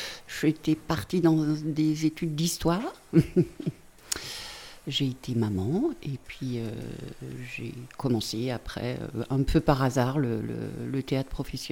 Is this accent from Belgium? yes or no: no; Firminy, Auvergne-Rhône-Alpes, France; Je viens de la vallée de Londaine. J'ai grandi dans les bars HLM de Firminy. À Firminy-Vert, à côté du Corbusier